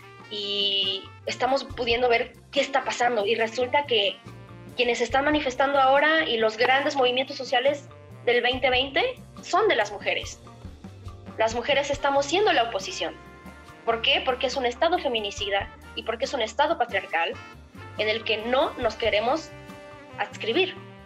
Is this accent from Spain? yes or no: no; Mexico; Porque soy ciudadano, porque soy mexicano, porque me identifico